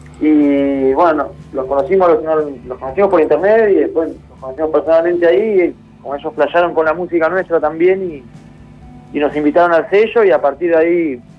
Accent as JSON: {"language": "Spanish", "region": "Neuquén", "country": "Argentina", "tie": "born or raised there", "said": "cuando éramos chicos, éramos jóvenes, en Neuquén nos decían alternativos, los alternas nos decían algunos."}